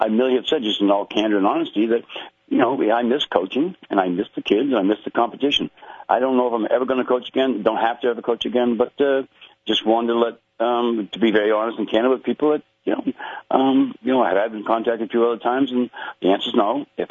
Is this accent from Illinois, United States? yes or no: no; Boston, Massachusetts, United States; I'm from Boston, a lot of friends there, a lot of people there